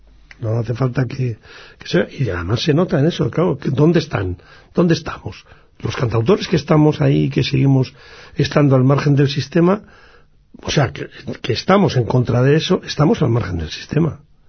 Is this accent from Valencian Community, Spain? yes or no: no; Basque Country, Spain; Siempre tuvimos una ligazón extraordinaria con el País Vasco, bueno, por la sencilla razón de que somos vascos, ¿no?